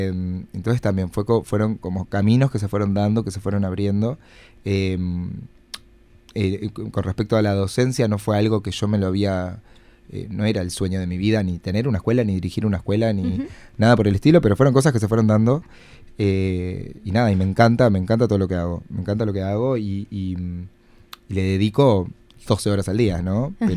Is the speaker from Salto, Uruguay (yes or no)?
no; Paysandú, Uruguay; now in Montevideo, Uruguay; Yo soy de Paysandú.